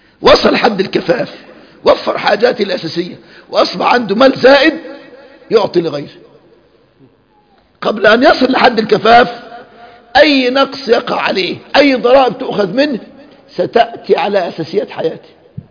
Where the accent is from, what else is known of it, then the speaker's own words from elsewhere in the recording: Egypt; وحصل الكلام ده اذكر في الاربعينات عندنا في مصر